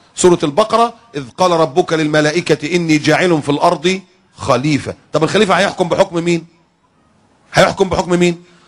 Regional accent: Egypt; وعندنا في مصر بنيين كنايس

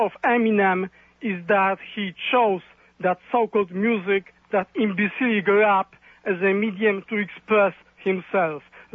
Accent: Colombia; I come from Colombia, but my parents are white people, purely white people. They came from Europe.

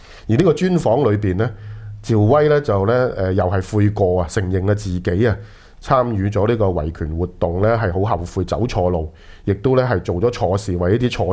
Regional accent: Hong Kong; 当时这份报纸其实就不是昔日我们香港人拥有的

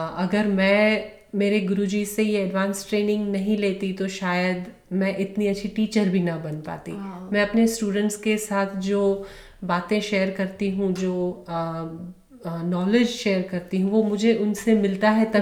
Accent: Rajkot, Gujarat, India; वो इंडिया में ही है, राजकोट में ही है जहाँ मैं पली बड़ी हूँ.

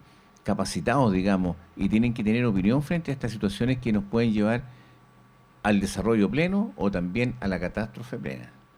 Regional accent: Chile; se da cuenta que qué importante es que nosotros como chilenos, en realidad, a veces estamos mal mirados nosotros mismos

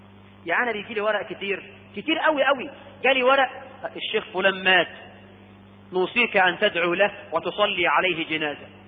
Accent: Egypt; تصدق ان احنا عندنا في مصر ناس بتكذب وتاخد على الكذب فلوس

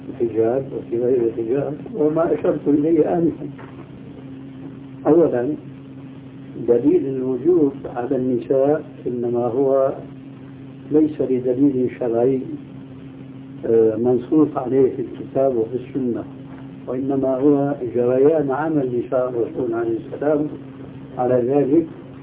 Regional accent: Syria; وهذا كان عندنا في سوريا شيء كبير منه

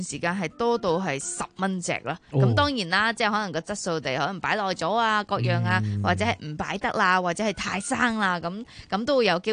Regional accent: Hong Kong

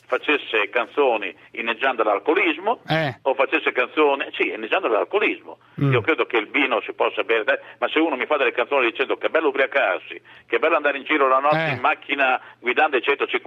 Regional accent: Verona, Veneto, Italy; perché vengo da una città, Verona. … di Verona.

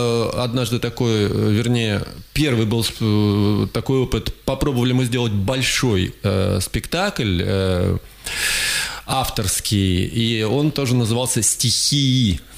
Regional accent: Krasnoyarsk, Krasnoyarsk Krai, Russia; also born or lived in Tomsk, Russia; я красноярец, хотя родился в городе Томске, но всю жизнь проживаю в Красноярске, так что это же второй мой родной город тоже.

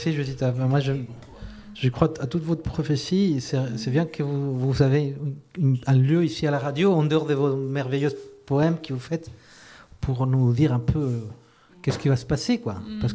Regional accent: Chile; French is a second language; Quand j'étais petit, j'étais au Chili, il y avait la dictature

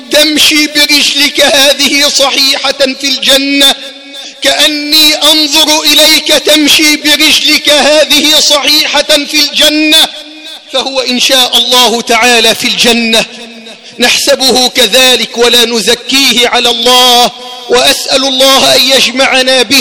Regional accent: Egypt; اللهم احفظ بلدنا مصر من كل سوء

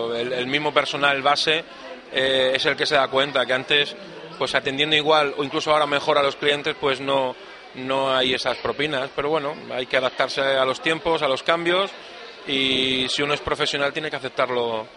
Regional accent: Mallorca, Balearic Islands, Spain; now in Lanzarote, Spain; se entiende por mi acento que no soy de la isla, soy de otra isla, soy de Mallorca, pero llevo aquí ya 22 años.

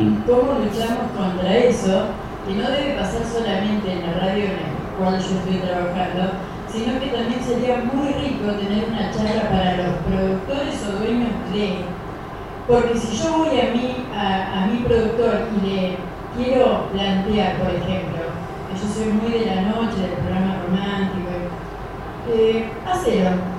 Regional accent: Chubut, Argentina; y soy de Chubut

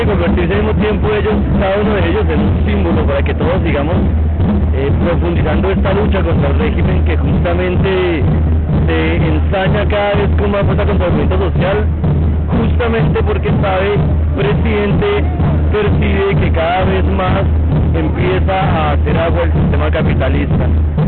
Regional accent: Colombia; now in Argentina; soy colombiano. Estoy estudiando en Argentina hace ya 2 años.

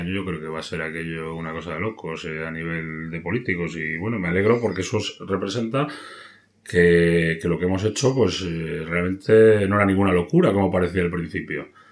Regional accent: Castile and León, Spain; Porque nosotros somos palentinos, somos castellanos, esta es nuestra tierra, nuestra gente, nuestra cultura, nuestra historia, nuestra civilización.

